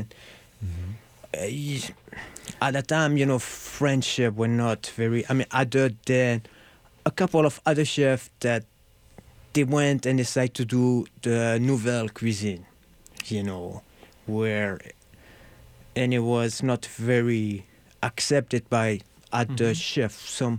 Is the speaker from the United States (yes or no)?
no; Marseille, Provence-Alpes-Côte d'Azur, France; English is a second language; Well, I'm from Marseille, you know, so it's a very city of, you know, a lot